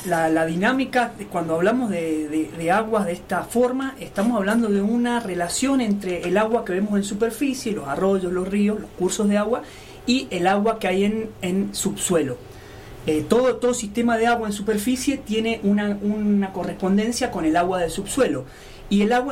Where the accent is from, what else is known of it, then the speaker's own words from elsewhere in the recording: San Juan, Argentina; Yo soy de San Juan, uh-huh. pero ya estoy vinculado a Córdoba hace unos 3-4 años.